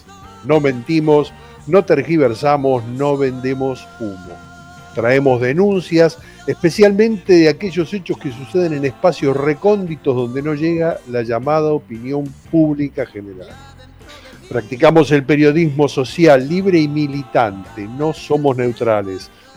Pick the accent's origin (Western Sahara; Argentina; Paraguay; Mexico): Argentina; estamos tratándonos entre nosotros como argentinos de una manera realmente deplorable